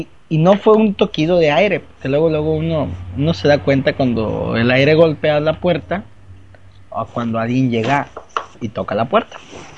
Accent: Mexico; todo mundo va a estar ahí como buenos mexicanos haciéndolo al último momento

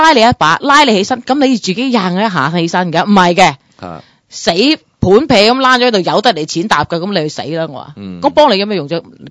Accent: United States; 即系我喺美国长大都咁多年啦，我亦都系由低做起啦。

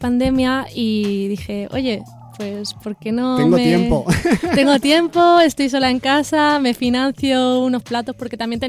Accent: Elche, Valencian Community, Spain; now in Madrid, Spain; Soy de Elche, de Alicante.

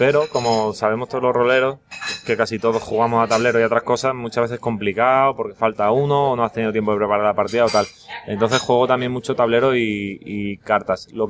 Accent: Oviedo, Asturias, Spain; now in Seville, Spain; Yo soy de Oviedo.

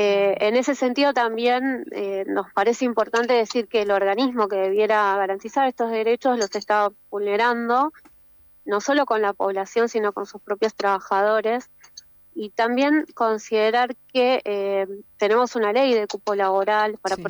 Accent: Patagonia, Argentina; En la Patagonia, por ejemplo, yo vivo, soy de la Patagonia, y las distancias geográficas son muy grandes

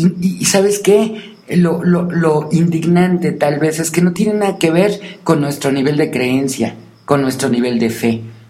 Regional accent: Mexico; todos somos mexicanos y todos somos parte de un país

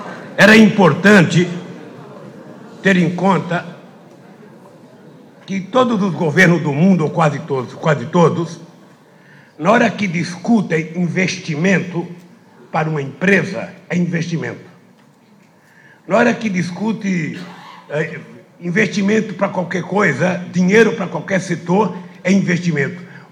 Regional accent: Pernambuco, Brazil; eu trazia na minha vida a experiência de um retirante nordestino, sou de Pernambuco, sabe, que passou fome.

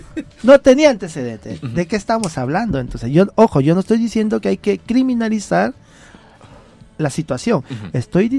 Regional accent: Veracruz, Mexico; yo soy del estado de Veracruz. Yeah. No sé si ubicas Veracruz, sí. La costa, que es un lindo, es el paraíso.

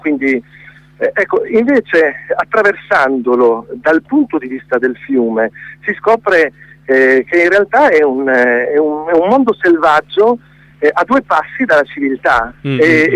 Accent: Reggio Emilia, Emilia-Romagna, Italy; perché io poi sono di Reggio Emilia, quindi ho la fortuna di vivere vicino a questo corso d'acqua

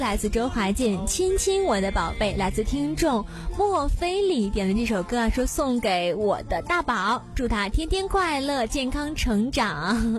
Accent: Northeast China, China; 因为我是东北人嘛，哈尔滨的冰灯我是见过

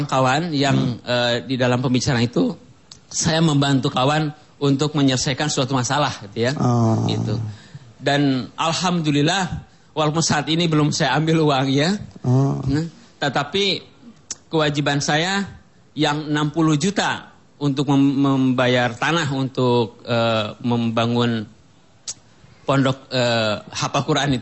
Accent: Bogor, West Java, Indonesia; Saya dari Bogor.

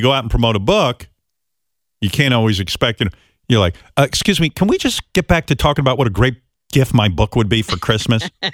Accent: United Kingdom; We're British. We don't go to the beach. We're pale. We look like vampires.

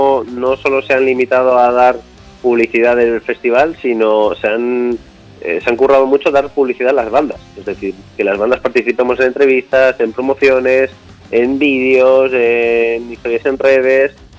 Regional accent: Mataró, Catalonia, Spain; Nosotros no somos de Barcelona, sino de Mataró, que está más en la costa.

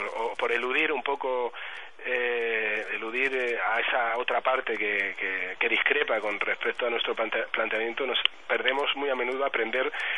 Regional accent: Madrid, Community of Madrid, Spain; yo vivo en Madrid. Yo he nacido en Madrid, yo soy madrileño, muy madrileño.

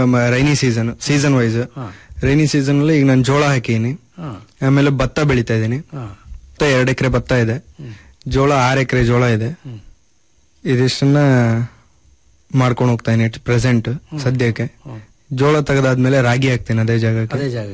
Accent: Bhadravati, Karnataka, India; also born or lived in Bhimankatte; Sir, ನಾನು ಹುಟ್ಟಿದ್ದು ಭೀಮನ್ಕಟ್ಟೆ ಅಂತ, ತೀರ್ಥಹಳ್ಳಿ ತಾಲೂಕು. ಎಜುಕೇಷನ್ ಮಾಡಿದ್ದೆಲ್ಲ ಭದ್ರಾವತಿಯಲ್ಲೇನೆ. ಪೂರ್ಣಪ್ರಜ್ಞ ಮತ್ತು ಜವಾಹರಲಾಲ್ ನೆಹರು ಶಾಲೆಯಲ್ಲಿ ನಾನು ಓದಿದ್ದು.

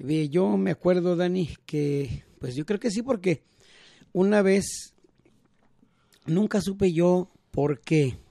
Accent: Magdalena, Jalisco, Mexico; ahí en mi pueblo de Magdalena, Jalisco, de donde yo soy

